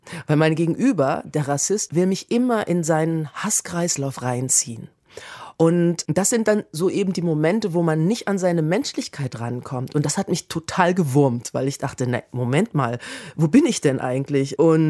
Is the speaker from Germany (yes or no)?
yes; Kassel, Hesse, Germany; meine Antwort war, ich komme aus Kassel.